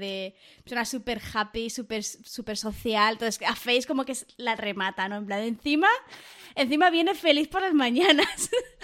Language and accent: Spanish; Barcelona, Catalonia, Spain; a mí soy de Barcelona toda la vida, catalana.